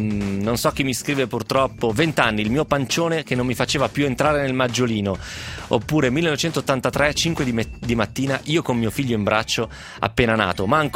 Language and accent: Italian; Piedmont, Italy; Dalle mie parti invece nel Novarese questa roba si usa praticamente sempre